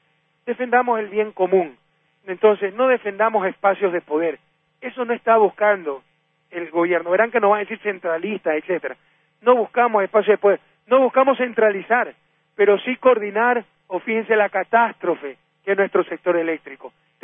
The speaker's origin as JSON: {"language": "Spanish", "town": "Guayaquil", "region": "Guayas", "country": "Ecuador", "tie": "born there", "said": "que es la Guardia de Choque del Partido Social Cristiano en mi ciudad natal."}